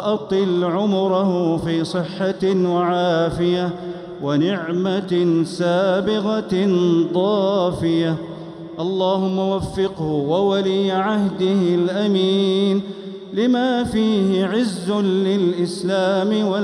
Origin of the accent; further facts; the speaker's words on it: Saudi Arabia; اللهم احفظ بلادنا المملكة العربية السعودية